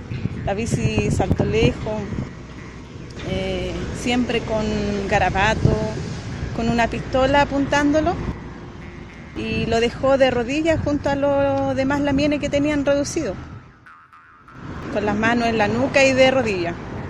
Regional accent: Santiago, Santiago Metropolitan Region, Chile; also born or lived in Carahue; Llevamos 15 años ahí ya viviendo. Bueno, yo nací en Carahue. De ahí son mis papás, mi abuelo, mis primos, todo. Pero me crié en Santiago, más que nada.

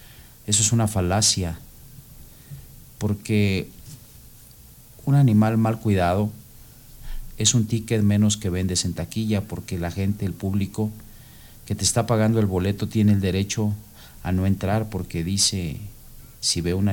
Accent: Mexico; Nosotros somos mexicanos y podemos habitar en China. Nuestra hábitat es México

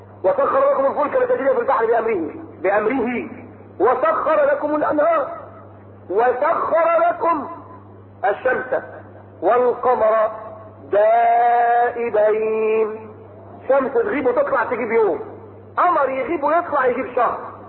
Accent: Egypt; في ناس مخابيل كانوا جايين هنا في القمر عند الاهرام في الجيزه عندنا في مصر

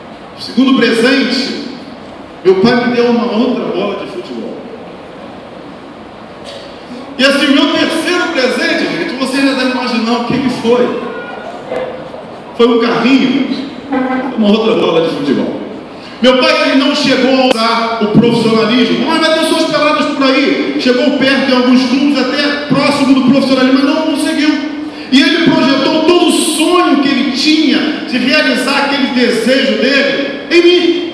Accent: São Gonçalo, Rio de Janeiro, Brazil; also born or lived in Niterói; eu nasci em Niterói, mas fui criado em São Paulo. tem muito ego em São Gonçalo aqui, né? Mas eu fui criado em São Gonçalo.

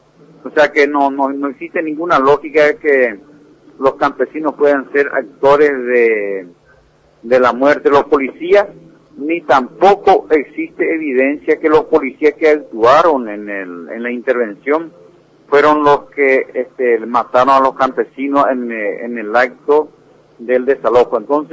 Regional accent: Paraguay; nosotros como paraguayos sabemos que el proceso de América Latina va a ser triunfante

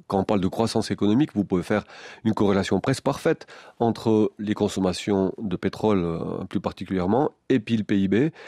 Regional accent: Valais, Switzerland; C'était le cas chez nous, en Valais.

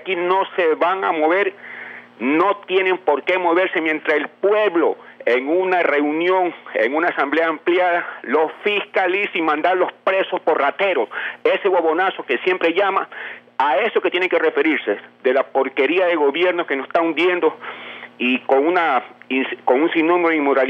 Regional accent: Ecuador; nosotros como ecuatorianos debemos darle punto final a esta peste que nos está carcomiendo los cimientos de la sociedad ecuatoriana

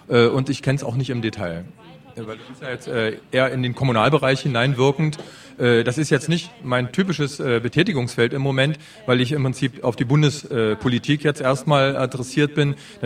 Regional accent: Ichtershausen, Thuringia, Germany; Ich komme aus dem Ilmkreis und direkt aus Ichtershausen

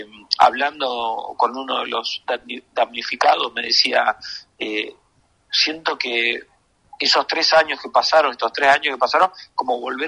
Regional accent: Río Negro, Argentina; Yo soy de Mar Río Negro

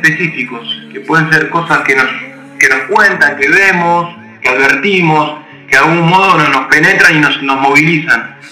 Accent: Glew, Buenos Aires Province, Argentina; Carlitos, Ángel y yo, somos de Gledu. Son ciudades que están al sur del conurbano de la provincia de Buenos Aires. Almirante Brown y Presidente Perón son los dos distritos que contienen estas localidades.

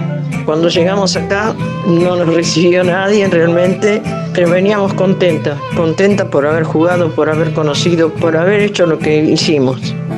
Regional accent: Bernal, Buenos Aires Province, Argentina; also born or lived in Avellaneda / Sarandí; Nací en Avellaneda, viví en Bernal y en Sarandí. En mi casa vivía mi papá, mi mamá y tenía un hermano.

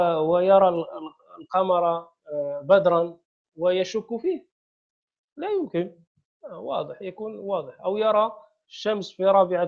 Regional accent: Morocco; احنا في المغرب مثلا، عندنا في المغرب ذهبت إلى بعض القرى

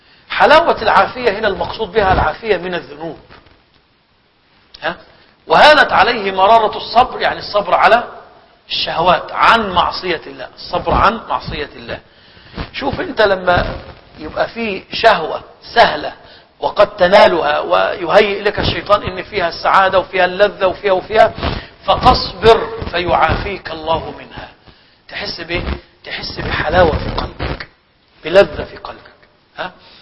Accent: Egypt; والله انا شفت ناس عندنا في مصر

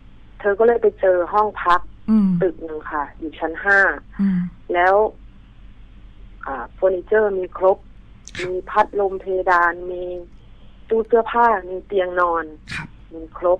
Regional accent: Isan, Thailand; แต่หนูเป็นคนอีสานนะคะ

